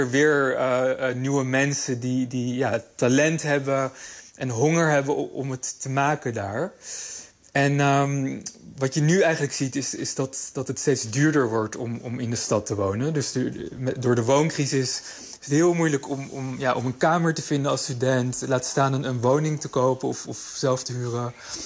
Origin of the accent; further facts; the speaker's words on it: Amsterdam, North Holland, Netherlands; ik ben nu 34 jaar en ik ben opgegroeid in Amsterdam.